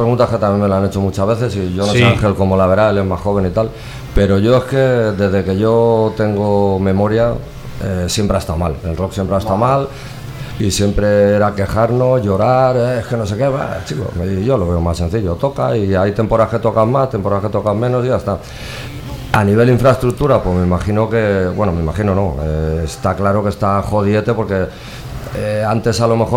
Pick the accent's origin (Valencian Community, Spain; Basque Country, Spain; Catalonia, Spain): Valencian Community, Spain; Valencia; Yo soy de Benicalap